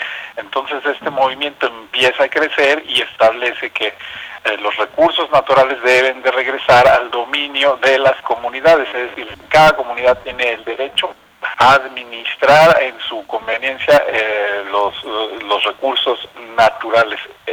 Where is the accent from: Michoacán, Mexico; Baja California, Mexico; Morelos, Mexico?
Morelos, Mexico; Cuernavaca; soy de Cuernavaca, soy nacido en Cuernavaca, muy relacionado con comunidades indígenas. Desde niño he escuchado la lengua náhuatl, la hablo